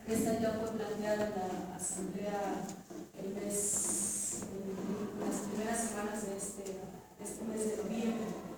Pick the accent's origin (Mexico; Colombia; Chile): Mexico; San Miguel Chimalapa, Oaxaca; de San Miguel Chimalapas